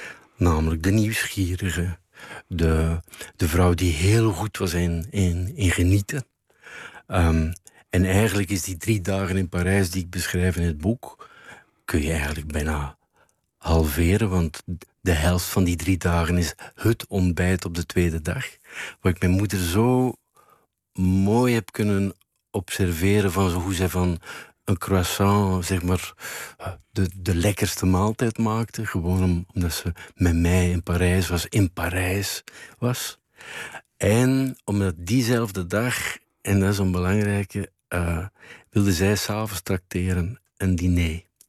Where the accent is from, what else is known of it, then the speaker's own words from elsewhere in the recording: Bruges, West Flanders, Belgium; Als ik langs ging in Brugge, waar ik ben opgegroeid en waar zij woonde